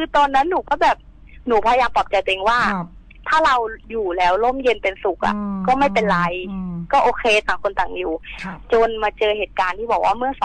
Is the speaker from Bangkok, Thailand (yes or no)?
no; Lampang, Thailand; หนูอะเพิ่งกลับมาจากลำปางที่บ้านหนู